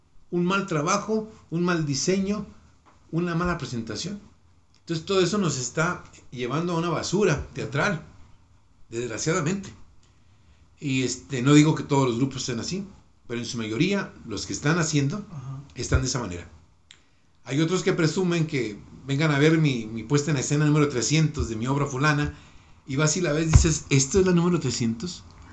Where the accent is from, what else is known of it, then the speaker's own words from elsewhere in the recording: Mexico; Y como mexicanos tenemos esa estigma.